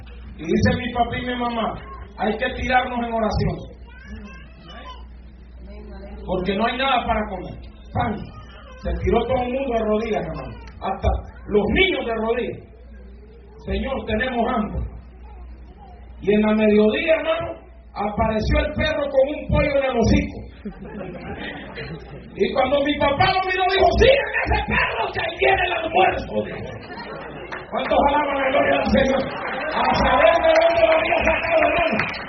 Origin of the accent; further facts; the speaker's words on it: Honduras; Lempira es un héroe nacional en mi país.